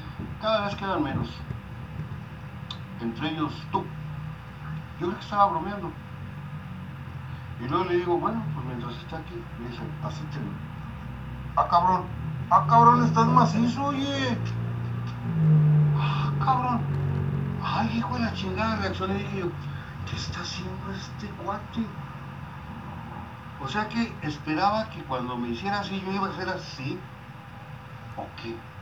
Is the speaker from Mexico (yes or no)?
yes; Mexico City, Mexico; Porque pues yo soy, imagínate, del DF, imagínate, vengo de allá, imagínate.